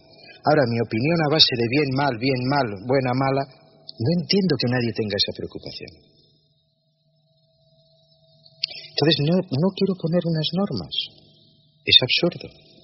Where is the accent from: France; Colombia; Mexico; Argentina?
France; y siendo francesa tampoco me la identifico